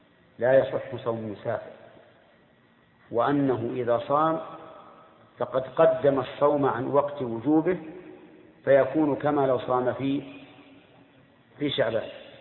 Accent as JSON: {"language": "Arabic", "region": "Al-Qassim", "country": "Saudi Arabia", "said": "خمس الصاع الحال عندنا في القصيم"}